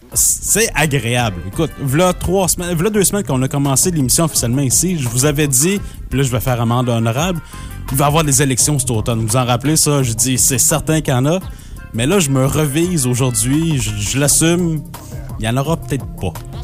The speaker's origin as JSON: {"language": "French", "region": "Quebec", "country": "Canada", "said": "Ça veut dire que je suis un pur Québécois."}